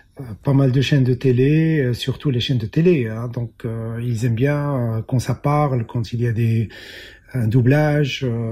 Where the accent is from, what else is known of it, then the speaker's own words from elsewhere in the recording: Morocco; moved away as an adult; now in Belgium; Je suis né au Maroc, j'ai grandi au Maroc, j'ai eu mon baccalauréat au Maroc, je suis venu faire mes études en Belgique.